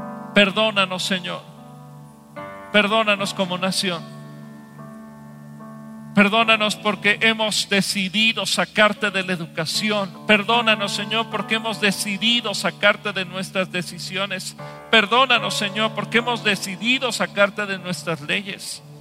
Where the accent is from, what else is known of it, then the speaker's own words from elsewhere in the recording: Mexico; Y como mexicanos te pedimos perdón por nuestros pecados.